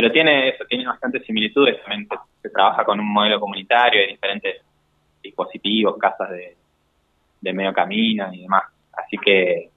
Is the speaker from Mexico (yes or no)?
no; El Bolsón, Río Negro, Argentina; en Bolsón, que es de donde vengo